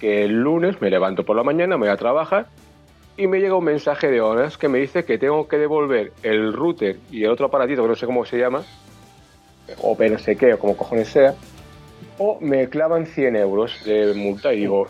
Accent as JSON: {"language": "Spanish", "region": "Canary Islands", "country": "Spain", "said": "perdón, es que soy de Canarias. O vengo de Canarias."}